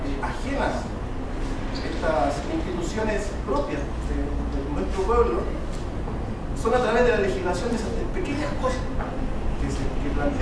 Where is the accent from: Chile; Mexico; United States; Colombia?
Chile; parte de una autocrítica que me he hecho como chileno y en mi entorno social